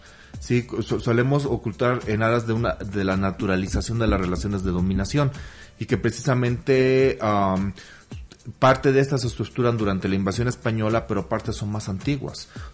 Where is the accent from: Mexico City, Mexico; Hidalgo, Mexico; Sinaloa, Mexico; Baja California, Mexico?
Mexico City, Mexico; No, yo soy chilango como por cuarta generación.